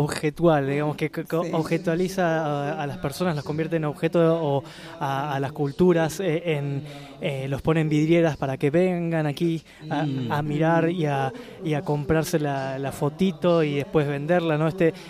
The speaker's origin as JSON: {"language": "Spanish", "region": "Buenos Aires", "country": "Argentina", "said": "aquellos que venimos de Buenos Aires, como es mi caso"}